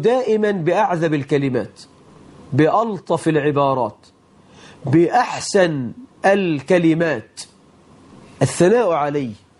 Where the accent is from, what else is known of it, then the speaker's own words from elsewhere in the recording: Egypt; فالله أسأل أن يجعل بلدنا مصر آمنة مطمئنة